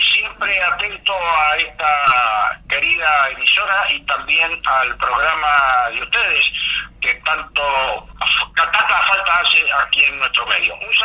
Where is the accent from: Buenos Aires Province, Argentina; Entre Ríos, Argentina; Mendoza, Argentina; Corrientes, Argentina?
Mendoza, Argentina; Mendoza, la de los Andes infinitos. Mi tierra, la de las dulces mendocinas.